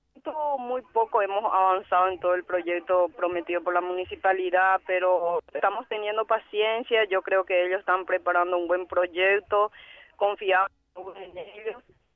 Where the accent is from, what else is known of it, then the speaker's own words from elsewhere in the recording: Paraguay; ya no somos todos paisanos, somos todos paraguayos.